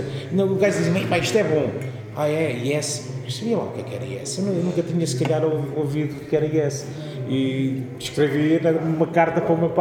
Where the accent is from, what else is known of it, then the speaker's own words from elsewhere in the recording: Fundão, Castelo Branco, Portugal; also born or lived in Covilhã; Aí o meu pai era da Covilhã e na altura os meus pais viviam na Covilhã. Acabei por viver lá 6 meses, acho, segundo me contam, vivi lá 6 meses, mas obviamente sou do Fundão.